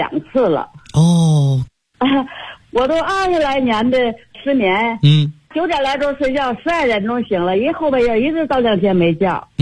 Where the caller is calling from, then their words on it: Qiqihar, Heilongjiang, China; 我是齐齐哈尔的。